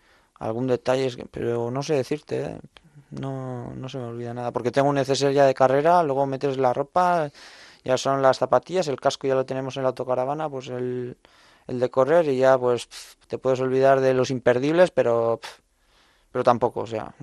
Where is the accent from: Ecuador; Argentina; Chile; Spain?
Spain; Navarre; Euskal Herria en mi caso, que yo soy navarro, pues que me considero vasco también.